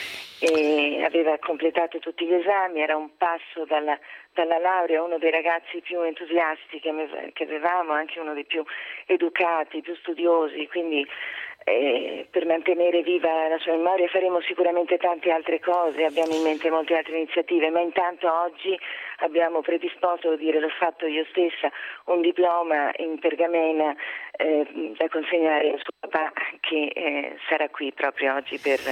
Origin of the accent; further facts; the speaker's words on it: Venezuela; now in Italy; essendo venezuelana avevo già vissuto un terremoto terribile a Caracas